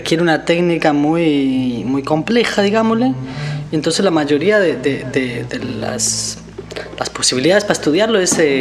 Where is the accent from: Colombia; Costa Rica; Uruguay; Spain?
Costa Rica; moved away as an adult; Para mí se me abrió la cabeza muy grande cuando salí de Costa Rica y empecé a ver la cantidad de música popular que hay en Latinoamérica.